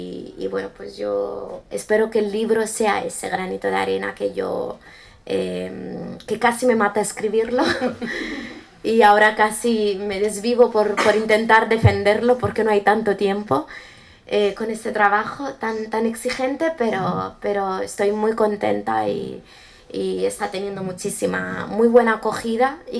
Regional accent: Western Sahara; Pero aquí ya hablo como saharaui.

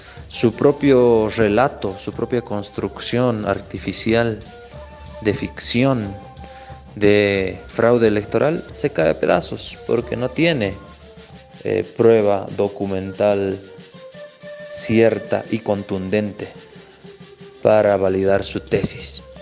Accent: Bolivia; son las vocales del golpe de Estado en mi país, Bolivia.

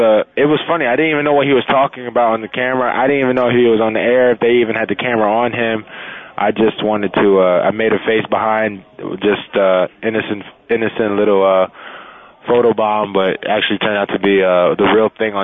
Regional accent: New Jersey, United States; I am from New Jersey. It always gets really hot and it gets really cold.

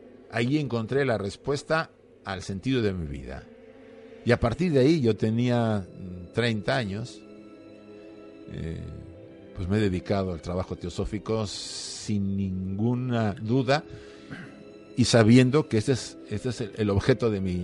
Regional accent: Puebla, Mexico; born there; voy a una librería allá en Puebla, donde yo nací, en México

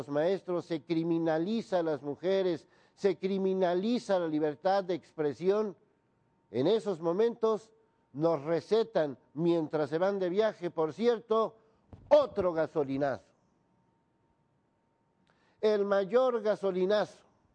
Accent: Mexico; vivo en México y soy mexicano

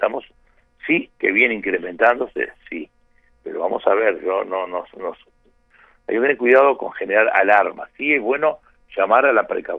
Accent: Uruguay; Somos todos uruguayos acá.

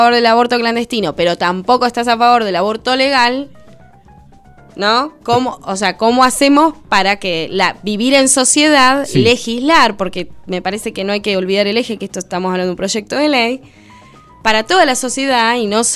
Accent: Puerto San Julián, Santa Cruz, Argentina; mismo en San Julián, te digo, en mi pueblo allá chiquitito, lejos de todo

